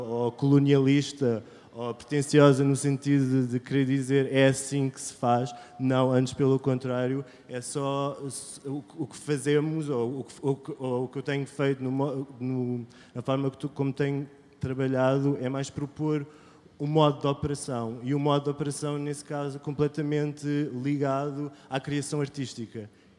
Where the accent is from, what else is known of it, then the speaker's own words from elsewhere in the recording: Ponta Delgada, Azores, Portugal; Eu também sou nómada, sou de Ponta Delgada